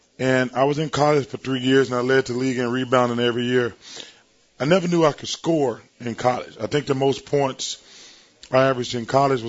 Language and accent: English; Alabama, United States; You know, it's hard to imagine, you know, growing up in Alabama. And now I look at my life 49 years later.